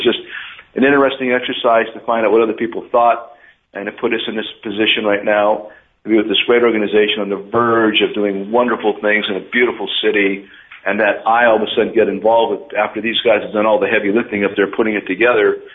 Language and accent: English; Hazleton, Pennsylvania, United States; That's in my hometown, where right now our hometown is 50% Hispanic. When I grew up, it was 0%.